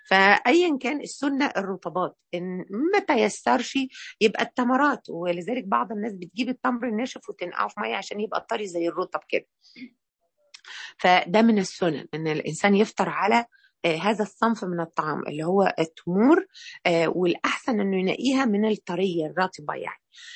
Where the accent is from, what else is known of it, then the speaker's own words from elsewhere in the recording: Egypt; الفطر اللي احنا مصريين يقول لك يجرح صيامه